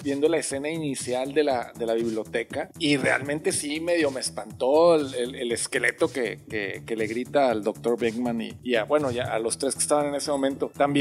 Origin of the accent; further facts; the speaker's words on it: Mexico; Soy mexicano, güey, podemos decir eso. Todos somos razas cafés.